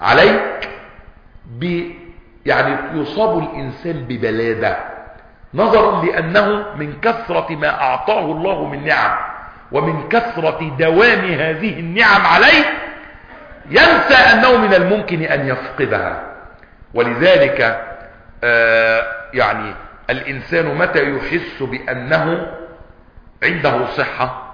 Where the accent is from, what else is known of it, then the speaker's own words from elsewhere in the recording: Egypt; عندنا في مصر مش عندكم